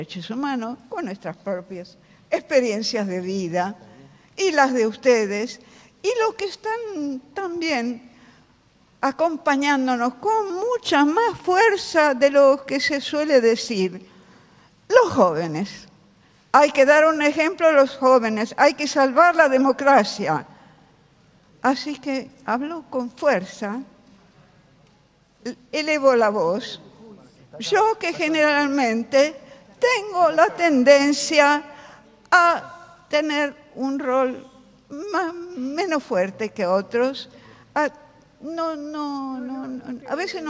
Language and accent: Spanish; Milan, Lombardy, Italy; Yo soy italiana de origen, milanesa, y tengo, por supuesto, toda una formación de ese origen.